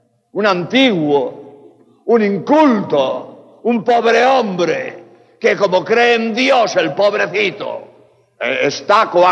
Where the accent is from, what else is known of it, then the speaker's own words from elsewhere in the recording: Spain; now in Mexico; No sé, aquí en México, en España, de donde vengo, nos machacan los medios de comunicación repitiendo a todas horas